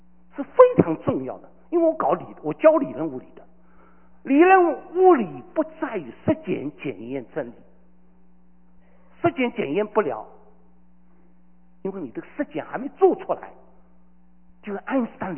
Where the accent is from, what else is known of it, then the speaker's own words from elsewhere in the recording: Shanghai, China; 我这个上海人脾气不会改的。